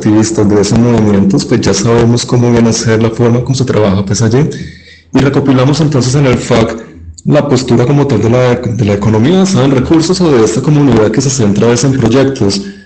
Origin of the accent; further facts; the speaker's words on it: Manizales, Caldas, Colombia; Yo soy de Manizales, allí comenzamos con la granja experimental.